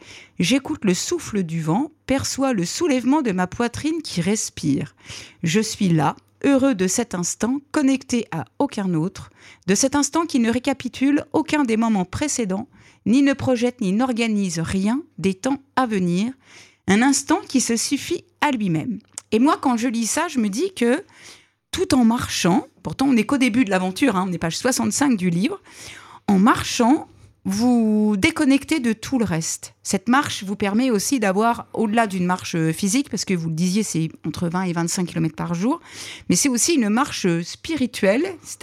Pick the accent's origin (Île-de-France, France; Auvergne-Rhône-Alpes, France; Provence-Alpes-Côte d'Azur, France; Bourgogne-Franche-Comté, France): Bourgogne-Franche-Comté, France; Nevers; moi, je suis originaire de Nevers.